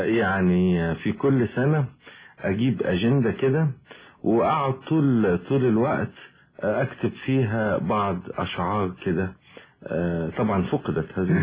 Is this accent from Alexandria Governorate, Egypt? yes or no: yes; Alexandria, Alexandria Governorate, Egypt; also born or lived in Sohag; ولدت في السوهاج وجيت عندي حوالي 6-7 شهور ونشأت في اسكندرية يعني بعيدا عن والدي.